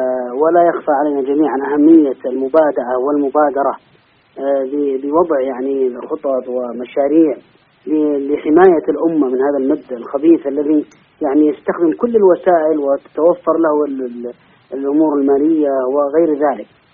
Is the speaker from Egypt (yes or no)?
no; Yemen; يعني مثلا أنا من اليمن، أنا من اليمن وغيري من السعودية وآخر من الدول الأخرى